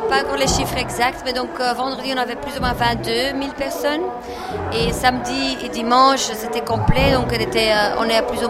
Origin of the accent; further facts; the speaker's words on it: Flanders, Belgium; Moi, je suis flamande d'origine, donc...